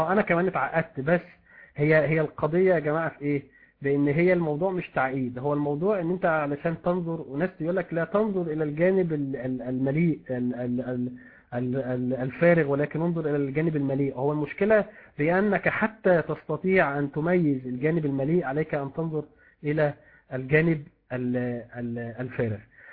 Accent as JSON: {"language": "Arabic", "country": "Egypt", "said": "عندنا في مصر هنا"}